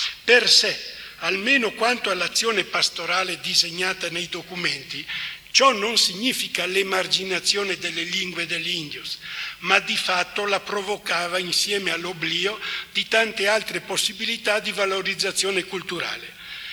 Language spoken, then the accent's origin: Italian; Veneto, Italy; anch'io son veneto, quindi sono vicino anch'io alla Germania